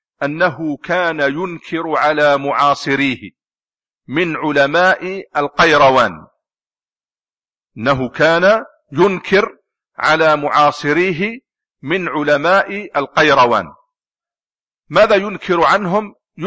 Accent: Algeria; من بين الناس الذين رووا الصحيح في بلدنا الجزائر

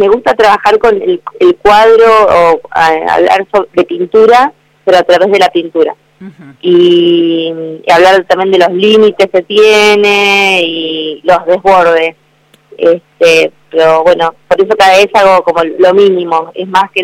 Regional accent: Bahía Blanca, Buenos Aires Province, Argentina; Mirá que yo soy de la zona, soy de la zona. me crié y me formé en Bahía Blanca.

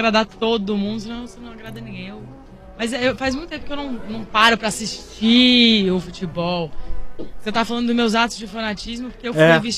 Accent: Rio de Janeiro, Brazil; now in São Paulo, Brazil; Não parecer, mas eu sou carioca.

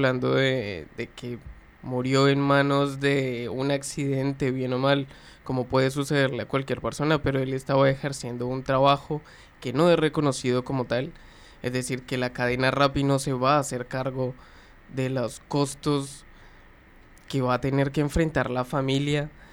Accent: Colombia; moved away; Puntualizarlo, soy colombiano, soy migrante, ya como de las cuestiones de la vida, nada, te volvés migrante porque salí simplemente de tu país.

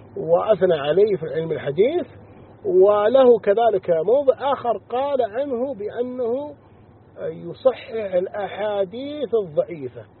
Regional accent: Saudi Arabia; نحن على معتقد أهل السنة والجماعة، ونرى السمع والطاعة لولي الأمر في بلادنا المملكة العربية السعودية

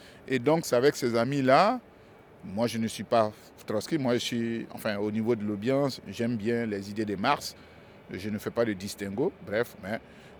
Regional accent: Côte d’Ivoire; first language Bété; dans ma langue maternelle qui est le bété, puisque je suis originaire d'un enclos colonial qu'on appelle la Côte d'Ivoire. Donc, dans cette Côte d'Ivoire, je fais partie d'un groupe, d'une communauté linguistique qu'on appelle le Krou, et dans le groupe Krou, donc je suis bété.

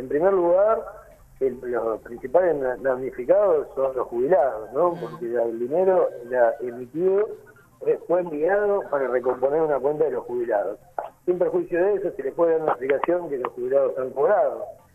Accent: Buenos Aires Province, Argentina; Y ahí somos todos los argentinos, en este caso los ciudadanos de la provincia de Buenos Aires.

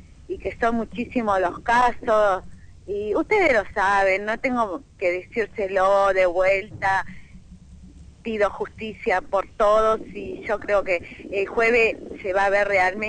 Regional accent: Argentina; Queremos que nos traten como personas, como seres humanos, como argentinos que somos.

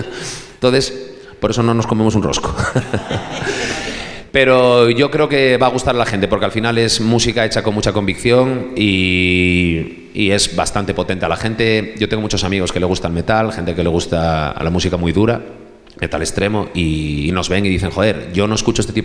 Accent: Navia, Asturias, Spain; Cuando yo fui a estudiar a Gijón, yo soy de aquí de Navia, pero fui a estudiar a Gijón

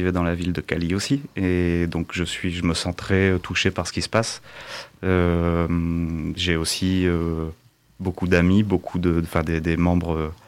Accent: Lille, Hauts-de-France, France; je suis Lillois d'origine.

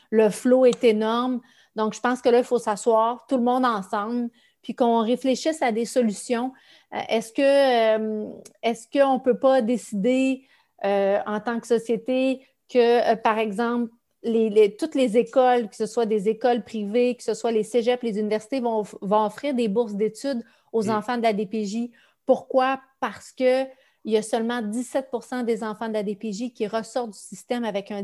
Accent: Saint-Dominique-du-Rosaire, Quebec, Canada; je viens d'un petit village de Saint-Dominique-du-Rosaire qui est dans... Pour ceux qui ne connaissent pas, c'est très, très, très loin. Là. C'est juste avant de prendre la route pour la Baie-James.

